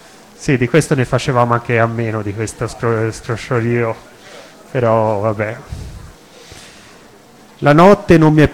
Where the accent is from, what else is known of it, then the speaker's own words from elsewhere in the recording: Florence, Tuscany, Italy; io sono nato qui a Firenze, sono qui fiorentino, però mi sento cosmopolita, cittadino del mondo.